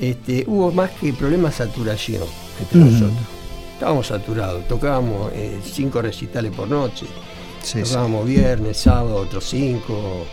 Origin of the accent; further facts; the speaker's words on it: Rosario, Santa Fe, Argentina; now in Buenos Aires, Argentina; Yo vine de Rosario con una banda llamada